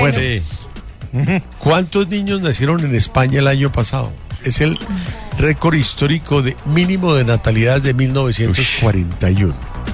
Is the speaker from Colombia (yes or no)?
yes; Colombia; Yo soy colombiano, un solo pasaporte, y con ese me muevo